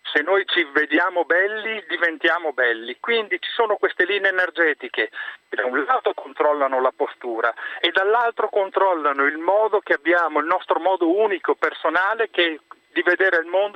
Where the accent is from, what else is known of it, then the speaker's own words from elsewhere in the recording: Veneto, Italy; accent: Venetian; sono 20 anni che sono qui in Lombardia e ancora mi dicono che ho l'accento veneto.